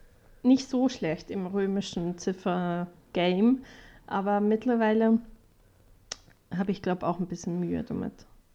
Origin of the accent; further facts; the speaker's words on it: Switzerland; mir als Schweizerin sehr gelegen.